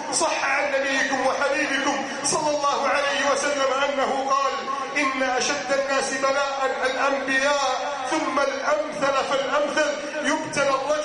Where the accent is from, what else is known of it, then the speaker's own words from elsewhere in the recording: Egypt; اللهم إنا نسألك أن تعيد بلدنا مصر إلى سادة عزها